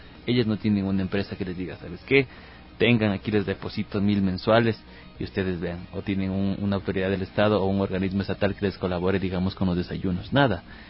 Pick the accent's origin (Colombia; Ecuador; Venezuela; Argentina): Ecuador; como ecuatoriano nos representa, nos va a permitir crecer.